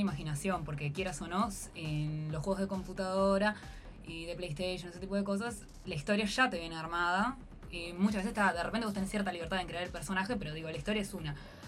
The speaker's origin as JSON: {"language": "Spanish", "region": "Canelones", "country": "Uruguay", "said": "Giovanni y yo somos de la Costa de Oro"}